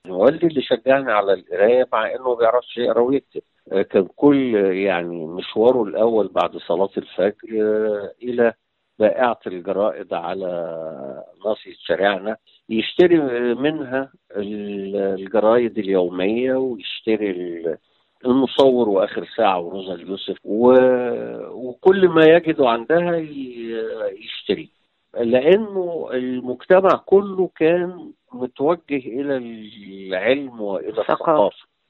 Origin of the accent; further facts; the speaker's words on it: Cairo, Cairo Governorate, Egypt; accent: Cairene Arabic; بس نشأتي أنا كقاهري يعني أنا انتميت أكتر للهجة العامية القاهرية